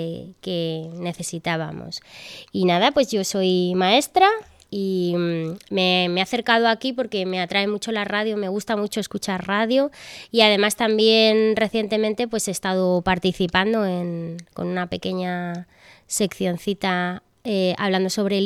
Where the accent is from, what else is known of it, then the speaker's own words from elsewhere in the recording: Arganda, Community of Madrid, Spain; now in Perales, Spain; soy de Arganda, pero bueno, al final, ¿quién me iba a decir a mí que iba a acabar en Perales? Porque estuve viviendo en Madrid durante un tiempo y hace unos años pues me vine con mi pareja aquí